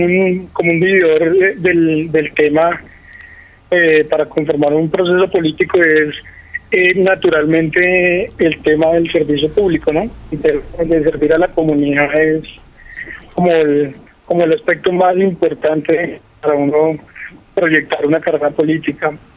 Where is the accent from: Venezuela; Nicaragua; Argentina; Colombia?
Colombia; Gachancipá, Cundinamarca; es un ciudadano de Gachancipá, un hijo de Gachancipá, de familias del municipio.